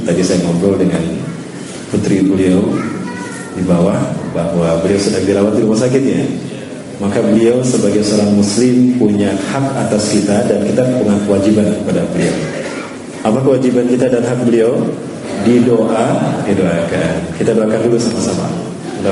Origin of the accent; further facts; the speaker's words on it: Bandung, West Java, Indonesia; Saya asli dari Bandung, kelahiran Bandung dan keluarga Bandung Padang ya. Ibu saya dari Bandung, ayah saya putra Padang, Bukit Tinggi, Sunepuan. Jadi Sunda Padang, Pak.